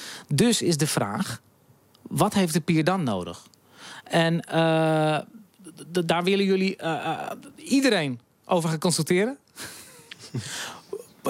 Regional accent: The Hague, South Holland, Netherlands; Want ik kom oorspronkelijk uit Den Haag. En volgens mij zijn we ongeveer even oud.

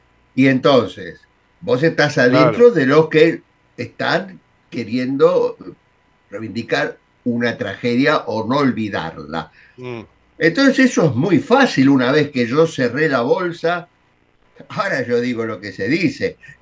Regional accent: Argentina; pero bueno, sí, soy argentino.

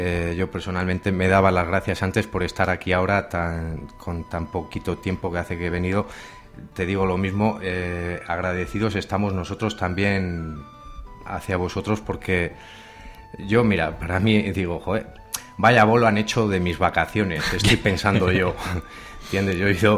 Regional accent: Berriozar, Navarre, Spain; la mayoría somos de Berriozar y conocidos ya de antes

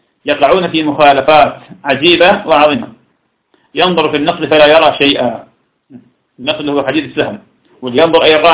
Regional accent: Iraq; وهذا كان عندنا في العراق كثيرا جدا

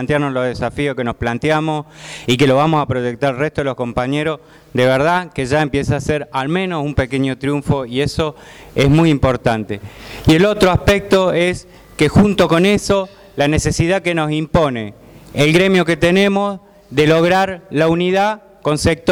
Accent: Córdoba, Argentina; en el caso de la compañera que viene de Neuquén o yo que vengo de Córdoba

